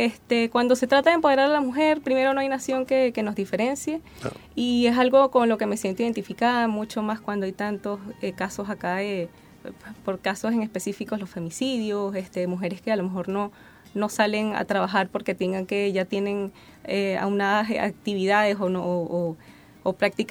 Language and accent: Spanish; Venezuela; El acento me delata. Soy venezolana.